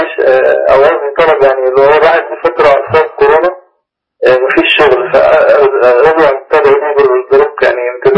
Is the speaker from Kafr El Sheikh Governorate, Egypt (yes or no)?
yes; Kafr El Sheikh Governorate, Egypt; انا من كفر الشيخ